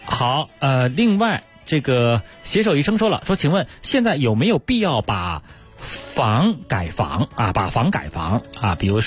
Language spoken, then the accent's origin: Chinese; Beijing, China; 咱们北京人不都是住那房管局的房子吗